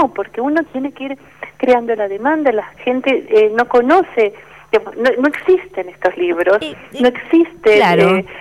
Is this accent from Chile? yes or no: no; Argentina; Es un campo donde uno cruza su mirada como argentino con el modo en que nos miran a nosotros desde afuera